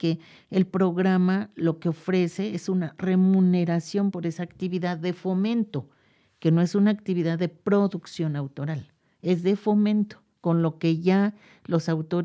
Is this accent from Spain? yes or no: no; Mexico; A mí cuando llegué me decían, es que ella no nació aquí, pero pues yo soy mexicana, ¿no?